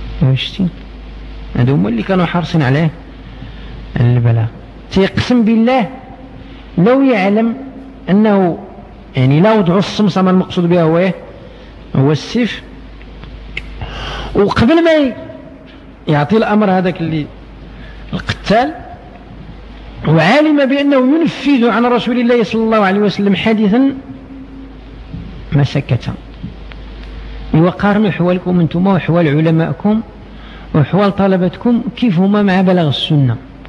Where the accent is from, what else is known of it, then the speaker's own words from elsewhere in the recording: Morocco; شحال الآن عندنا في المغرب من الدكاترة